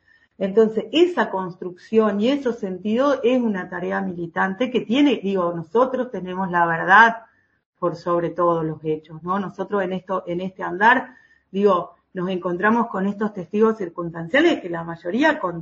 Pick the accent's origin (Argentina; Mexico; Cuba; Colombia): Argentina; Entre Ríos; en los pueblitos de donde vengo yo, ¿no? De pueblitos del interior de la provincia